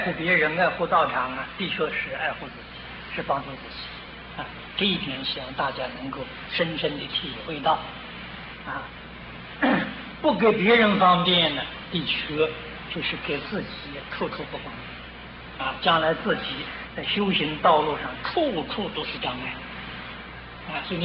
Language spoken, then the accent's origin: Chinese; China; 对我们中国人来说，缘分特别的深